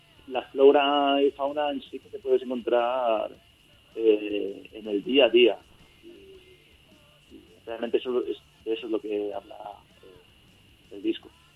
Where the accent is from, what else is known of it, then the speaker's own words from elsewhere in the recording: Catalonia, Spain; De una forma natural, a ver, somos catalanes.